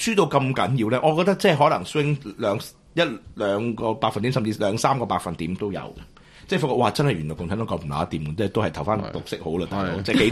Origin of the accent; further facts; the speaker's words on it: Hong Kong; 都到即系我哋香港人唔系好识啫嘛